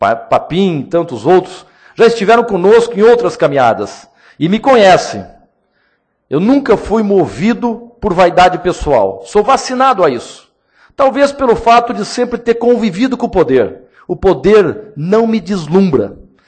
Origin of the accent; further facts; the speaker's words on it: Londrina, Paraná, Brazil; eu sou do interior, sou nascido e criado em Londrina com muito orgulho.